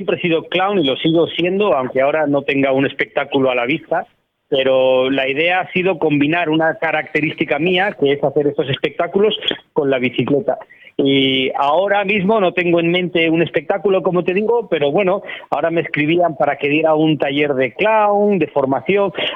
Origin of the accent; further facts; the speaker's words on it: Asturias, Spain; He hablado con una organización de mi tierra, de Asturias